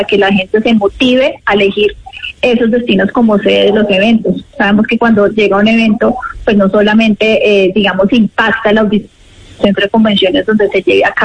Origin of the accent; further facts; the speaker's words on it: Quindío, Colombia; como región, como Quindío, pues no podíamos dejar el aprovechamiento de este lanzamiento mundial. Todos como colombianos nos sentimos muy orgullosos